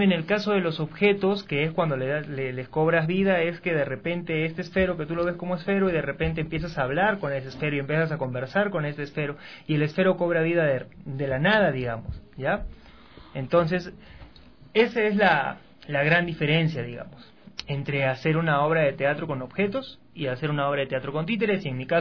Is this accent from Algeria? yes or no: no; Ilo, Moquegua, Peru; born there; el puerto de Hilo, que es donde yo nací. Pues el puerto de Hilo, que es un puerto al sur del Perú.